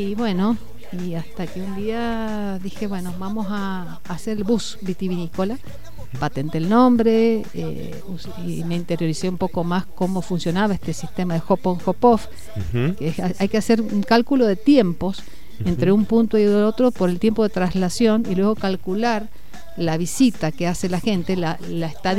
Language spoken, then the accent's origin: Spanish; Mendoza, Argentina; tomar este desafío como mendocino es decir, bueno, soy anfitrión y soy embajador